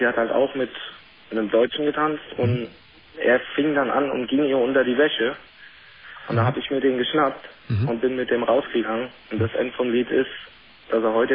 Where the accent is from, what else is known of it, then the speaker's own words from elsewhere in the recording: New York, United States; German is a second language; ich bin halt eben die meiste Zeit in New York im Ghetto groß geworden.